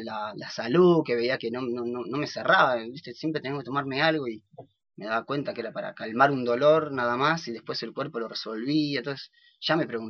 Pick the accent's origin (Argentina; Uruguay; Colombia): Argentina; Buenos Aires; born there; Yo nací en la ciudad, en Buenos Aires.